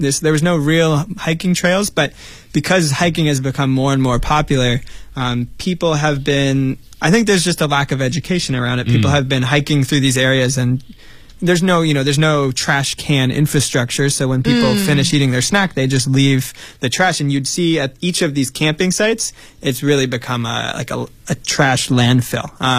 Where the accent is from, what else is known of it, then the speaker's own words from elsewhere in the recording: United States; I grew up in the United States and I learned about it as a kid.